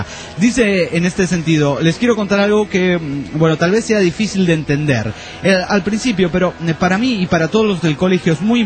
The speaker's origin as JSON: {"language": "Spanish", "country": "Mexico", "said": "yo como mexicano les doy una buena razón. Un ¡Viva México!"}